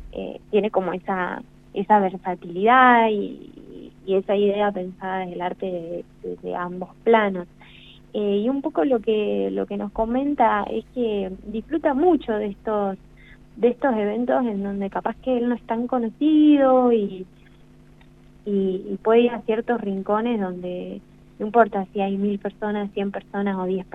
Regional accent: La Pampa, Argentina; No, de acá, de La Pampa.

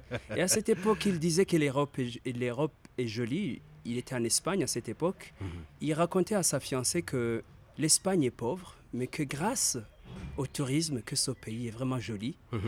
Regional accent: Bujumbura, Bujumbura Mairie, Burundi; Je suis natif de la ville de Bujumbura. J'ai mes origines dans la province de l'intérieur du pays de Gitega, au centre de ce pays.

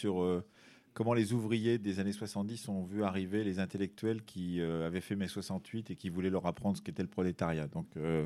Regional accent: Nouvelle-Aquitaine, France; j'ai grandi dans le milieu rural dans les années 60, je suis né en 1960 dans le Poitou, qui n'est pas exactement la même région qu'ici

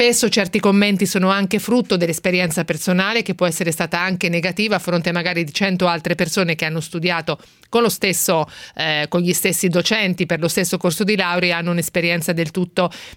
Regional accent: Naples, Campania, Italy; Sono di Napoli, sono laureato in economia e commercio

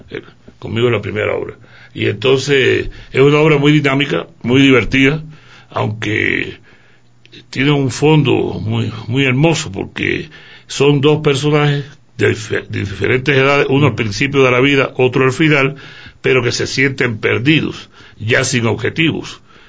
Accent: Cuba; now in Ecuador; Y aunque yo soy cubano, esta obra es netamente ecuatoriana, está dedicada al pasillo.

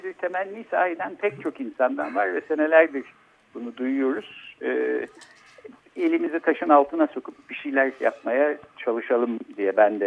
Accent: Ankara, Turkey; Fakat ondan öncesinde ilkokula ve ortaokulun bir kısmına Ankara'da gittim. Ankaralıyız yani o açıdan.

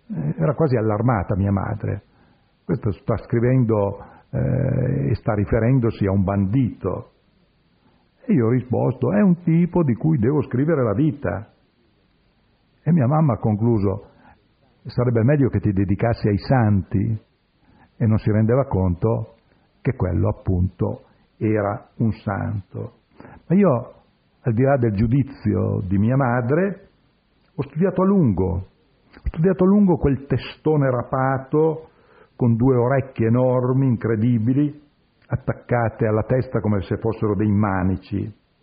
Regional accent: Piedmont, Italy; provincia di Alessandria, che è anche la mia provincia di origine.

